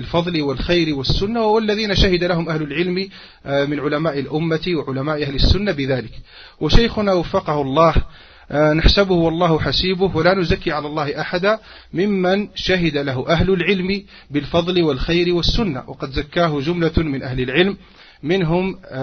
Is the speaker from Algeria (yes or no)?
yes; Algeria; عندنا في الجزائر